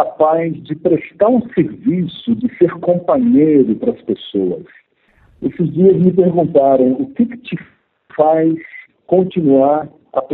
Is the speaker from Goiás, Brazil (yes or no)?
no; Minas Gerais, Brazil; also born or lived in Rio de Janeiro; morava em Varginha, sul de Minas Gerais, e fui fazer esse vestibular no Rio. Queria me mudar para o Rio de Janeiro. Eu sou mineiro, né?